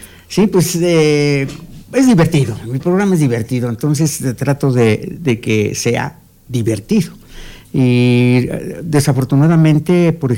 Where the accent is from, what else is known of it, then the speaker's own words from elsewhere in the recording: Amecameca, State of Mexico, Mexico; yo soy de aquí de Amecameca, mi pueblo, y precisamente de aquí de Panoaya.